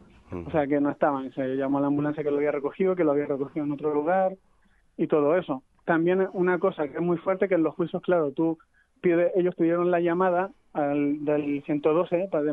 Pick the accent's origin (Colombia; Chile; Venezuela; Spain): Chile; o sea, yo soy chileno